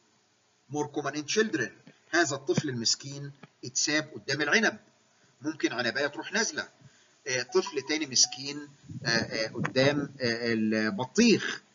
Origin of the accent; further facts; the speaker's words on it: Egypt; نحن كمصريين نفتخر